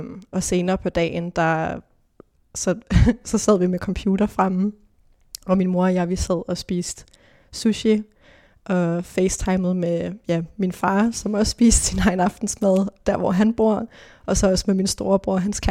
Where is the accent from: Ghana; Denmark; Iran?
Denmark; Hillerød, Capital Region of Denmark; så gik min mor og jeg ud i en skov i Hillerød, hvor jeg er fra.